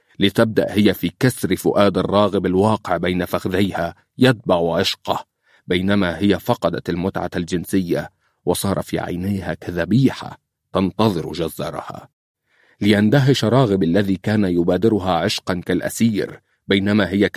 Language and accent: Arabic; Libya; ويمكن عندنا مشاكل لكن عندنا في ليبيا من يصدها ويقاوم الظلم